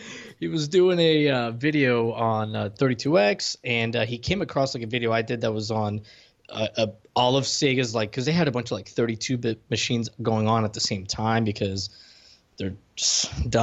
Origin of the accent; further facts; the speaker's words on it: Puerto Rico; So I grew up in Puerto Rico